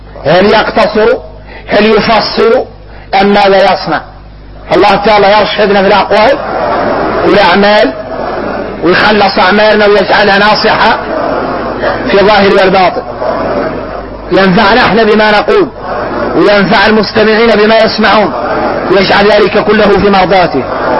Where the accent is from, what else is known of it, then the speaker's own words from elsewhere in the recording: Mauritania; حقيقة احنا موريتاني حد لا يقول الحد